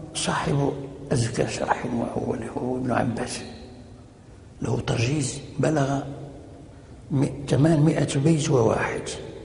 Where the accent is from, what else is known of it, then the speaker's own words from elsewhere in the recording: Fez, Fès-Meknès, Morocco; ومنها عندنا في فاس وكان مقررا في